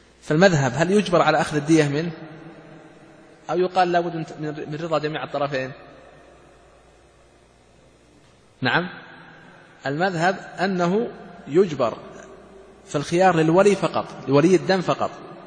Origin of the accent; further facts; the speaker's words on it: Saudi Arabia; ولهذا ترون هذا الذي عليه العمل عندنا في المملكة العربية السعودية